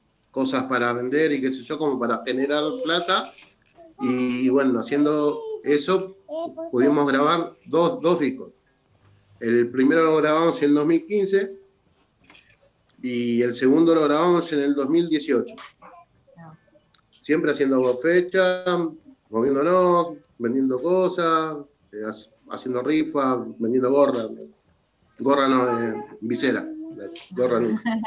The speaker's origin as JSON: {"language": "Spanish", "town": "Guernica", "region": "Buenos Aires Province", "country": "Argentina", "lives_now": "San Vicente, Argentina", "said": "yo soy de Guernica, pero los años han hecho que nos fuéramos prácticamente para San Vicente."}